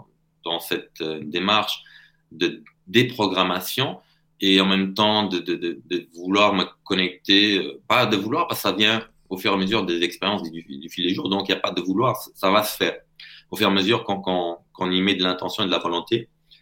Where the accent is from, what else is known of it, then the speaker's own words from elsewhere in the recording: Portugal; parce que je suis portugais, donc j'ai accès à tout ce qui est portugais, j'arrive à lire facilement